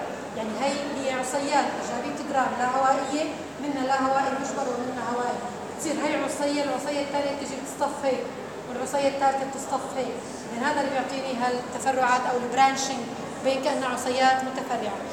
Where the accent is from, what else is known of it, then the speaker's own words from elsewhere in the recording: Syria; موجودة عندنا في سوريا خاصة بالمنطقة الوسطى